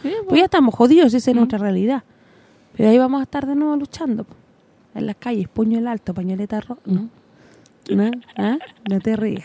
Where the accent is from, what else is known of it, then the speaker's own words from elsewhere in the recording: Chile; No me da satisfacción decir que soy chilena.